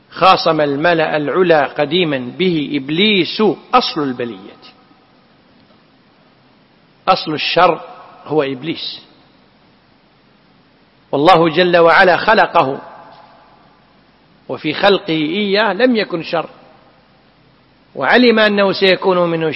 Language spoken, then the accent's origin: Arabic; Kuwait; وعندنا في الكويت وفي ساحل الخليج العربي الشرقي والغربي